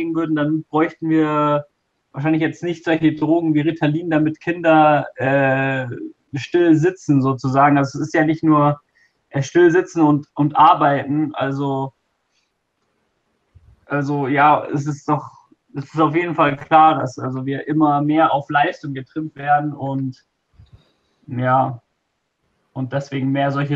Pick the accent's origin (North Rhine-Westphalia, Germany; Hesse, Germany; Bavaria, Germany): Bavaria, Germany; Also ich komme ja aus Bayern